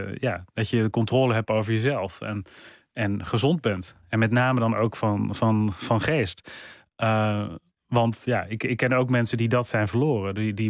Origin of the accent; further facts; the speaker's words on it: Netherlands; also born or lived in London; En ik wil terug naar Nederland, naar mijn wortels, naar mijn eigen land, als het ware. Waar ik ben opgegroeid en waar ik me ook zorgen over maak.